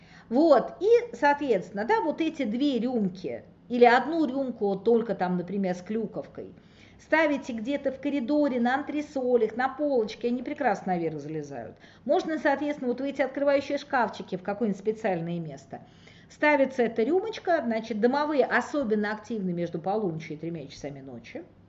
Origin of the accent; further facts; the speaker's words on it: Moscow, Russia; Не знаю, я москвичка, поэтому я, в общем, акую быстрее.